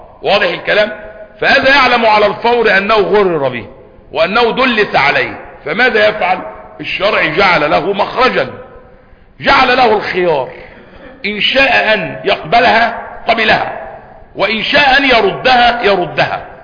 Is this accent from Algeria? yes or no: no; Egypt; الناس عندنا في مصر اللي بيأكل شعير ولا بيأكل تمر يوم العيد